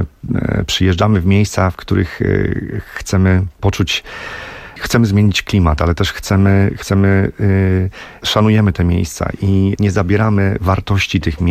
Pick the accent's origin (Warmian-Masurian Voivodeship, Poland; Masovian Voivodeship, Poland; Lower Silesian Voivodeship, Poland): Warmian-Masurian Voivodeship, Poland; Olsztyn; bo my z Krzysztofem jesteśmy z Olsztyna, ludzie z Olsztyna.